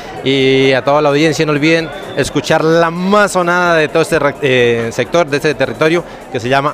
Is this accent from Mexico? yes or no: no; Nuevo Colón, Boyacá, Colombia; Yo soy de Boyacá, orgullosamente, del municipio de Nuevo Colón, un pueblo también muy, muy, muy, muy bonito.